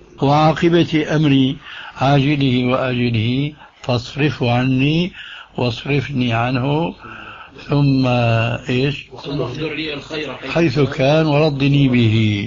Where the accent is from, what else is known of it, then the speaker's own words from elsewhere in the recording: Damascus, Damascus Governorate, Syria; هذه كانت تستعمل عندنا في دمشق